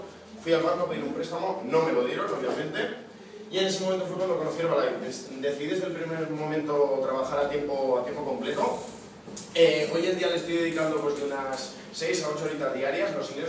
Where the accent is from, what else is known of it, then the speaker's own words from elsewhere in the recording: Barakaldo, Basque Country, Spain; tengo 22 años y vengo desde Baracaldo.